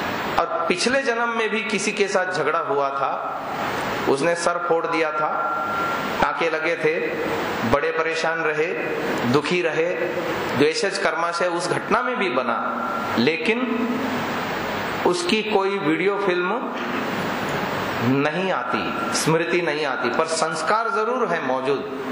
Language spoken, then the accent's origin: Hindi; Mumbai, Maharashtra, India; मैं बॉम्बे जैसे सिटी में पला, हमारे नगर में, मैं जहां इस परिवेश में रहता था वहां 30-40 घरों में एकाध घर में टीवी हुआ करती थी।